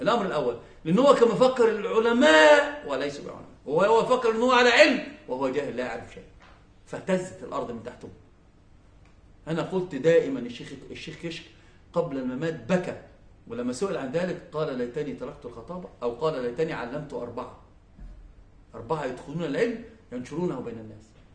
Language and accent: Arabic; Egypt; إحنا عندنا في مصر في مسألة مهمة جدا عزيزة